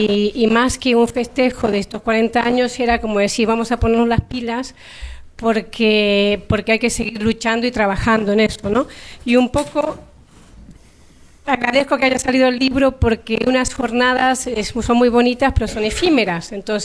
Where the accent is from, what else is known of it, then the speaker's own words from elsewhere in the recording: Argentina; yo que soy argentina, cuando llegué o cuando estaba allí, pensaba que en España era todo el mundo heterosexual, casado, con hijos y punto.